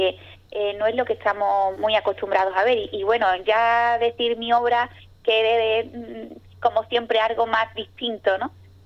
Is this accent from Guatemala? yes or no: no; Ubrique, Andalusia, Spain; ya hacía tiempo que no exponía aquí en mi pueblo, y la verdad que me apetecía el poder expresar y que vieran pues todo lo que estoy haciendo. Y nada, pues me decidí. Y en este mes de noviembre todos los ubriqueños van a poder disfrutar de mi obra.